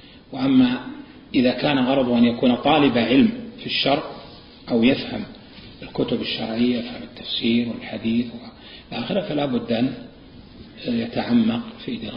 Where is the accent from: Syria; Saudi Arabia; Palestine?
Saudi Arabia; Najd; مثل عندنا في نجد المستعملة